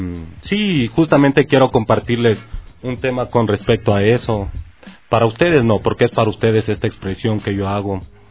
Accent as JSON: {"language": "Spanish", "town": "Quito", "region": "Pichincha", "country": "Ecuador", "said": "Realmente soy de Quito, pero mis raíces son de allá, ¿no? Se podría decir."}